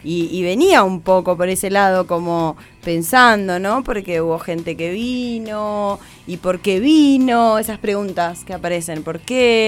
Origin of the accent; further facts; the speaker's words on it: Argentina; born there; Sentía que en realidad era más colombiana que argentina. Así en esa tierna juventud decía, nací por equivocación en Argentina, ¿no?